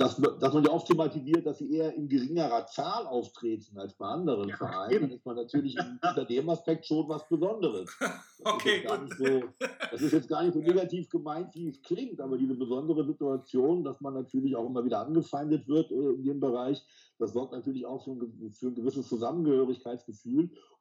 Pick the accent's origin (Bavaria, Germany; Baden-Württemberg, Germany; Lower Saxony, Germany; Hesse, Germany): Lower Saxony, Germany; Gifhorn; ich bin in Gifhorn zur Schule gegangen im Wesentlichen. In den 80er Jahren